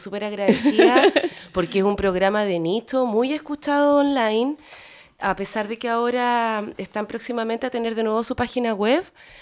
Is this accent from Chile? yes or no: yes; Concepción, Biobío, Chile; Sí, yo soy periodista, soy de Concepción